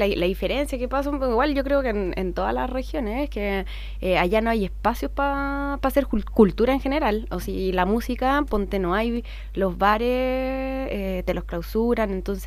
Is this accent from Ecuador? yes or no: no; Talca, Maule, Chile; also born or lived in Santiago; yo soy santiaguina, pero me fui a vivir en Talca con mi madre. Mi madre se emparejó nuevamente allá con un talquino oriundo de allá. ¿Ya? Y se quedó allá.